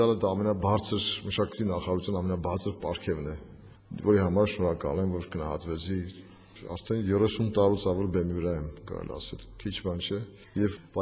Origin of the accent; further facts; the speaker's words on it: Gyumri, Shirak, Armenia; moved away as an adult; now in Yerevan, Armenia; ես գյումրեցի եմ, աշխատել եմ Գյումրիի թատրոնում, հետո տեղափոխվել եմ Երևան համազգային թատրոն։